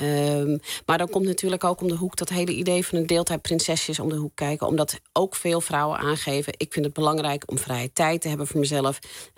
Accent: United States; now in Netherlands; Ik ben zelf opgegroeid in Amerika, geboren en getogen. Niet in Nederland.

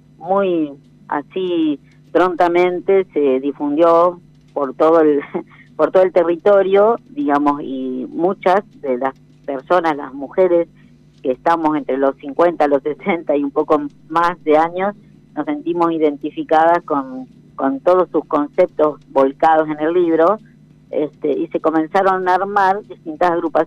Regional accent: General Pico, La Pampa, Argentina; Somos las dos de General Pico.

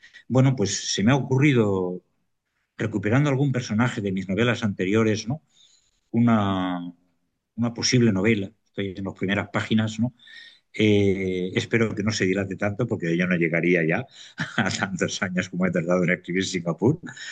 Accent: Gestalgar, Valencian Community, Spain; mi pueblo, es un pueblo precioso de la serranía valenciana, afectado por la Dana, pero que nos estamos recuperando, por lo tremendamente acogedor. Anota el nombre de Gestalgar

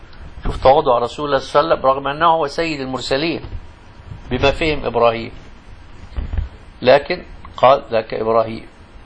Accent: Egypt; يسموه الخضر عندنا في مصر

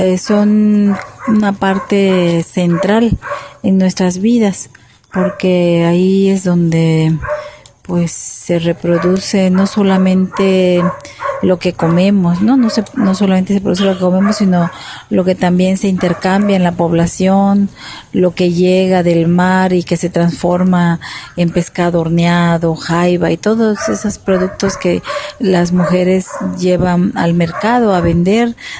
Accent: Juchitán, Oaxaca, Mexico; soy cuchiteca, soy de la Asamblea de Pueblos Indígenas del Istmo en defensa de la tierra y el territorio. Y pues estamos en Juchitán

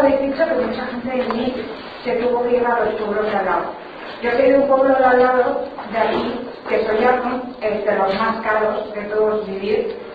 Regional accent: Basque Country, Spain; en mi pueblo se han hecho un montón de chales para gente de Donosti que quiere vivir como mirando ahí a cuadrilla y así.

